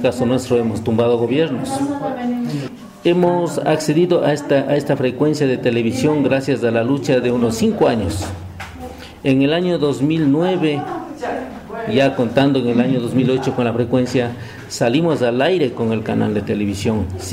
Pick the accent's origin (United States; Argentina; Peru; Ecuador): Ecuador; del Estado Plurinacional del Ecuador